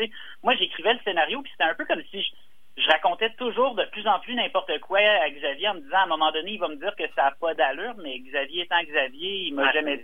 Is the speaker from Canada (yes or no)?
yes; Quebec, Canada; Je viens d'Outaouais, hein, fait que Joe Monferrand, ça a bercé mon enfance, ces espèces d'histoires-là.